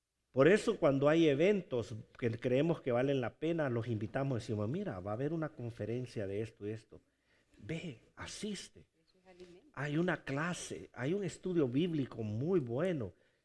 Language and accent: Spanish; Honduras; muchos nos dicen, tú eres mexicano, no somos hondureños, pero comes comida mexicana, ¿verdad?